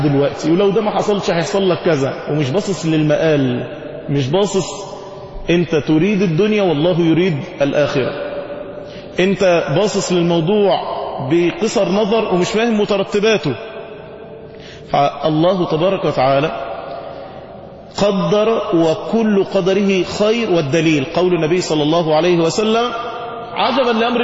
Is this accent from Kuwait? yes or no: no; Egypt; احنا كشعوب واحنا كمصريين لما بتتصدم ما بتعرفش تعمل رد فعل